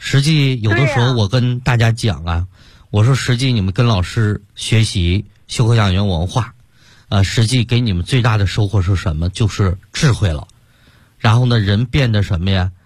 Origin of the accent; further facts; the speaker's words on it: Sichuan, China; 包括现在我们四川人爱吃这个辣的